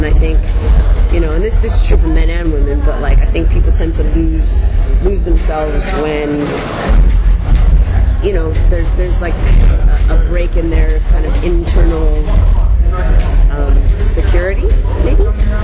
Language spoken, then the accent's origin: English; Illinois, United States; there's a radio station where I grew up outside Chicago called B96.